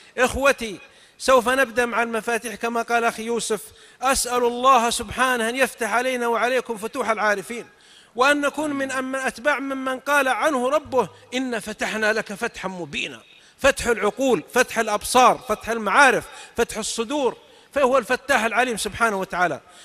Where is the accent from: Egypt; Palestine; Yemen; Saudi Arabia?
Saudi Arabia; south; نكته عندنا من السعوديه من الجنوب، واحد من جماعتنا من قبيلتنا طبعا اختلف مع اهل قريتي